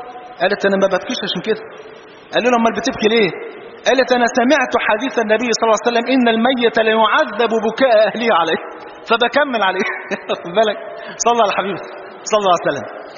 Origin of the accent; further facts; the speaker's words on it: Egypt; وإحنا جايين والله من مصر